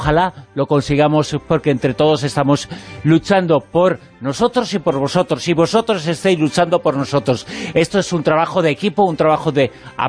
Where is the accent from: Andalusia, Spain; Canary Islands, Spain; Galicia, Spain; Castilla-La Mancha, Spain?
Galicia, Spain; como gallego que eres y que soy.